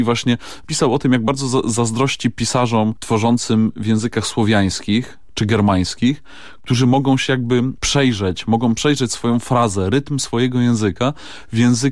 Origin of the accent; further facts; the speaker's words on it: Silesian Voivodeship, Poland; accent: Silesian; ja od dziecka mówię po śląsku.